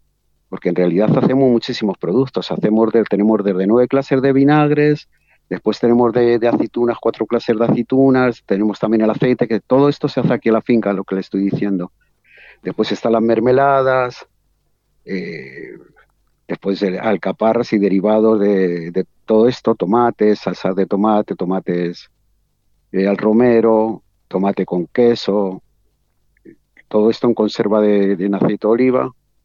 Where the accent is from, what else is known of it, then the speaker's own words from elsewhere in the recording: Spain; moved away as an adult; now in Mendoza, Argentina; yo soy español, nosotros en Europa ya consumíamos, allí se llama bio, ya consumíamos bio. Entonces, cuando llegamos acá a Mendoza, que llegamos ahí en el 2009